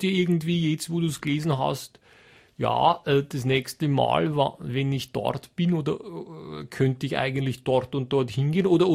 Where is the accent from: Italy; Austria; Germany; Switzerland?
Italy; Trentino-Alto Adige; dann braucht schon meine ganze Kraft als Südtiroler, dass ich da widerstehen kann